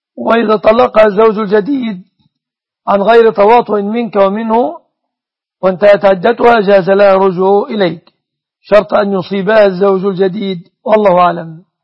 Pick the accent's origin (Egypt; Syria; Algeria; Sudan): Egypt; أما الوضع عندنا في مصر فعلى النحو المذكور